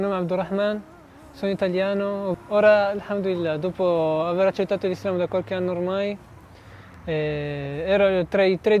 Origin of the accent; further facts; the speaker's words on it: Piedmont, Italy; Arabic is a second language; قريب من تورينو.